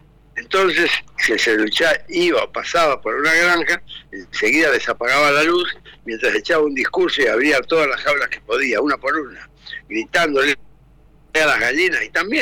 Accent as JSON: {"language": "Spanish", "region": "Chaco", "country": "Argentina", "tie": "born or raised there", "said": "yo soy chaqueño, yo nací en el Chaco y vivo en el Chaco."}